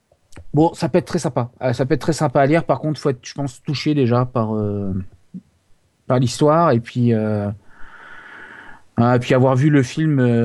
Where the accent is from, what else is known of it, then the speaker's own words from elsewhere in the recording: Brest, Brittany, France; Je suis de Brest, donc les mouettes.